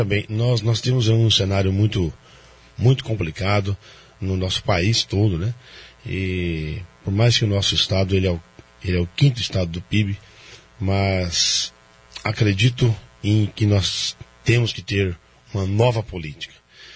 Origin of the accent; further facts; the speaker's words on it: Foz do Iguaçu, Paraná, Brazil; born there; eu nasci em Foz do Iguaçu, sou de 76, né?